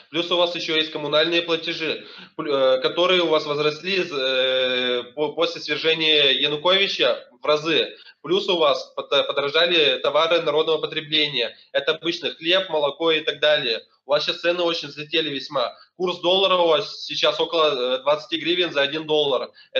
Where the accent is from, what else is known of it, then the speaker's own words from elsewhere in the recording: Kirov, Kirov Oblast, Russia; Я не Тула, мы из Кирова.